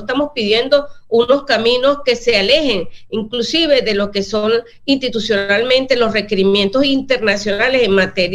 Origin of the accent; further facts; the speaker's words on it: Venezuela; Eso por un lado, para nosotros como venezolanos y en mi condición de presidenta de la Asamblea Nacional lo cuestionamos.